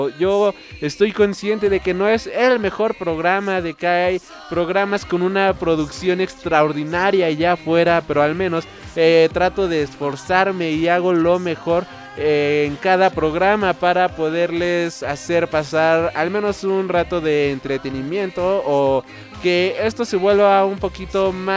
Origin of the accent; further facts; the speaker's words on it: Mexico; tomando en cuenta de que yo soy de México.